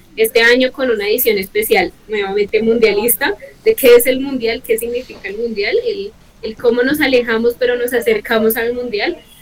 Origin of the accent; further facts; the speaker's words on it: Bogotá, Bogotá Capital District, Colombia; siendo bogotana, lo que eso implica, porque el tema del regionalismo es bastante marcado